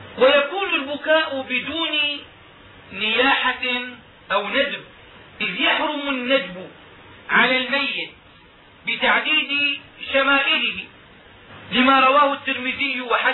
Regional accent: Damascus, Damascus Governorate, Syria; وهكذا كان يفعل العلماء عندنا في دمشق

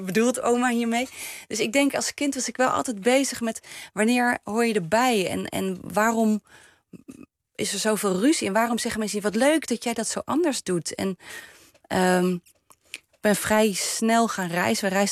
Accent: Groningen, Netherlands; accent: Leidse R; also born or lived in Leiden; En nou, ik ben in Groningen opgegroeid met een Friese naam. En ik had een Leidse R, want ik was in Leiden geboren. Dus in Leidse R ben je in Groningen een kakker.

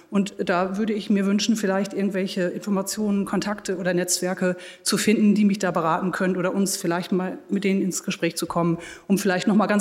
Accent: Jena, Thuringia, Germany; ich komme aus Jena

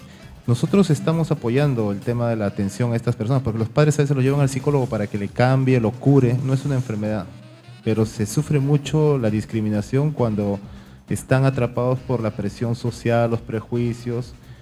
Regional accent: Callao, Peru; Todos somos chalacos, todos somos peruanos.

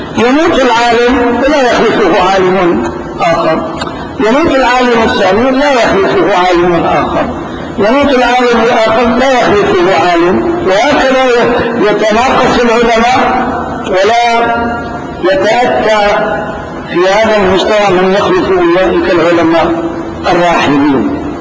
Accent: Damascus, Damascus Governorate, Syria; نعم، أيضا بلدتنا دمشق هكذا

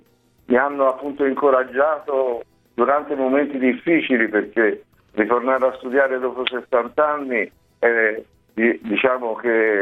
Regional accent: Florence, Tuscany, Italy; Io sono un fiorentino, quindi ho avuto la fortuna di lavorare a Firenze

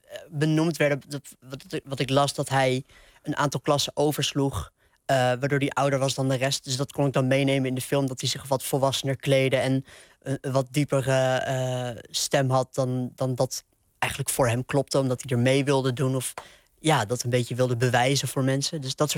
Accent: Nieuwegein, Utrecht, Netherlands; Maar dit is de tram in Nieuwegein. En mijn kamer van mijn oude huis waar ik opgegroeid ben, die keek uit over de trambaan, zeg maar.

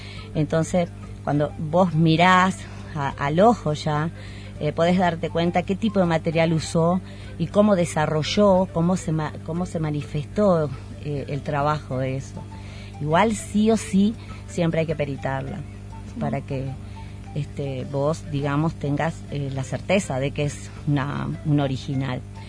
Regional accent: Jujuy, Argentina; soy jujeña y cuando tenía entre 5 y casi 10 años, mi abuelo me llevaba a recorrer toda la hermosa quebrada de Humahuaca

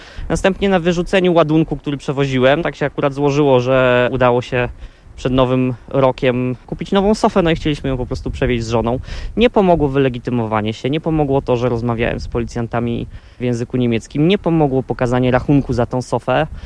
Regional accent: Zgorzelec, Lower Silesian Voivodeship, Poland; now in Görlitz, Germany; Pochodzę ze Zgorzelca, obecnie mieszkam wraz z rodziną w Görlitz.

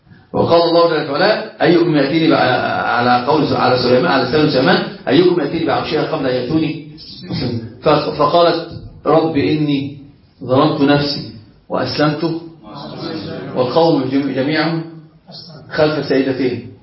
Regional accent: Alexandria, Alexandria Governorate, Egypt; احنا عندنا في اسكندرية كده أنا أصلا من الكلم

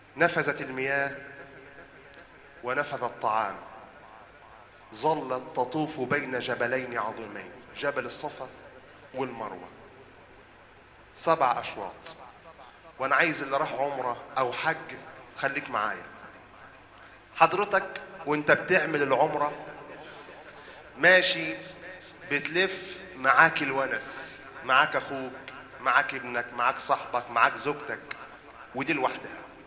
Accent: Egypt; اللهم اجعل بلدنا مصر أمنا أمانا

